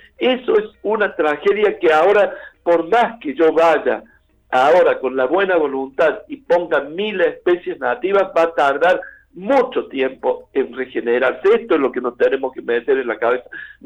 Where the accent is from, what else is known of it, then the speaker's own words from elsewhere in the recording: Córdoba, Argentina; como sociedad cordobesa, como cordobés lo digo